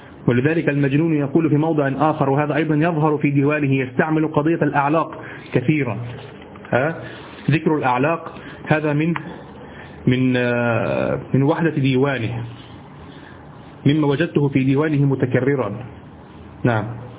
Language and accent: Arabic; Egypt; هو الذي يعرف عندنا في مصر السديري، الصاد هو طبعا، لكن نحن نقول سديري